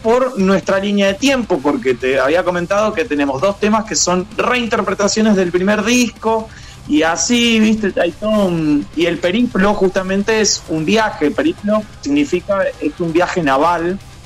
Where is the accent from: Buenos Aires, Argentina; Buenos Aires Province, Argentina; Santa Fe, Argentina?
Santa Fe, Argentina; Reconquista; Nosotros somos de Reconquista Santa Fe.